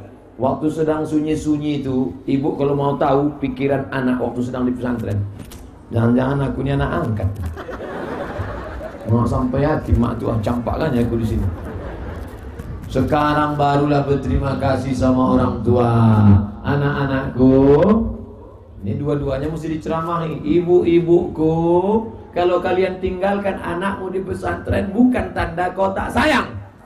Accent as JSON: {"language": "Indonesian", "region": "Riau", "country": "Indonesia", "said": "Saya dari Riau"}